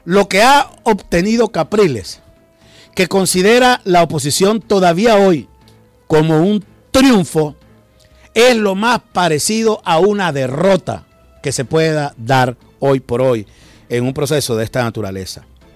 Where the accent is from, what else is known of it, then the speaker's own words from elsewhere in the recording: Venezuela; la vergüenza que como venezolanos sentíamos